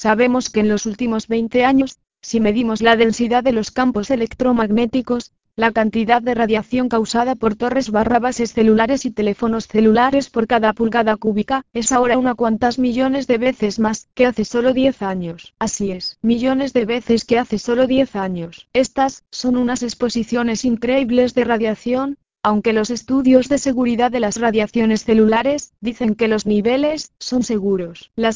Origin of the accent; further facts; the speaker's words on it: Puerto Rico; Una experiencia personal, por lo menos en Puerto Rico, de donde soy, es algo que he notado que no pasaba hace 20 años.